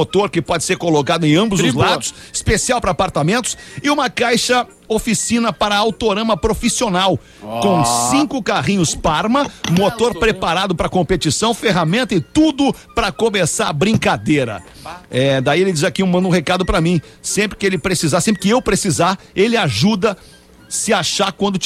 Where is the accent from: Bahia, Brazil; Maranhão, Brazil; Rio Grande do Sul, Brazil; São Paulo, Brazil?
Rio Grande do Sul, Brazil; Porto Alegre; sou de Porto Alegre e tô vendendo o capacete da minha namorada.